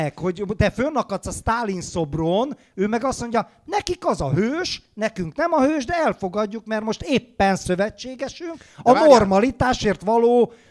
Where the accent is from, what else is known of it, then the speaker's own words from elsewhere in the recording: Hungary; Az érdekel, mivel magyar vagyok, hogy milyen szövetséges